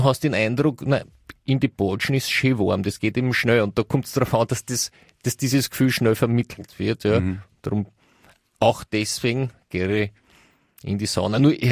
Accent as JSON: {"language": "German", "country": "Austria", "said": "also zumindest nicht ich als Österreicher."}